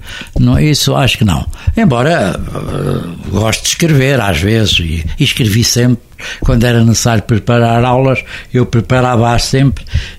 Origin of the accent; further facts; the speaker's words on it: Coimbra, Portugal; mantive-me sempre aqui fiel, sou aos de Coimbra, são os coimbrinhas, eu sou um oliveirinha, gosto muito da minha terra